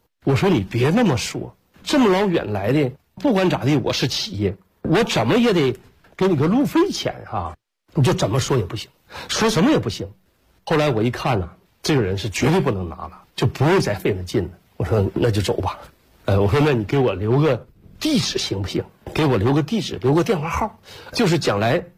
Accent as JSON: {"language": "Chinese", "region": "Shandong", "country": "China", "also_born_or_lived": "Northeast China", "said": "我说我是搁山东，我老家是山东人，我们也是下山东来到东北的"}